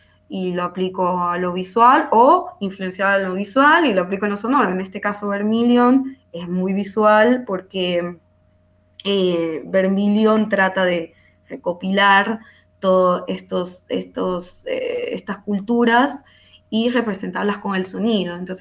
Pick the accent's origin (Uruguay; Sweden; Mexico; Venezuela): Venezuela; moved away as an adult; yo me fui de Venezuela en el 2017, como que pensando en ampliar mi proyecto y mis... conocimientos en otros lugares